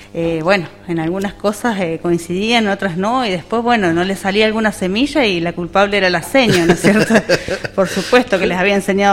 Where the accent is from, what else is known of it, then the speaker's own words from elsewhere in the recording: El Bolsón, Río Negro, Argentina; yo también soy de acá, del Bolsón, no específicamente de acá, de la zona de Rinconada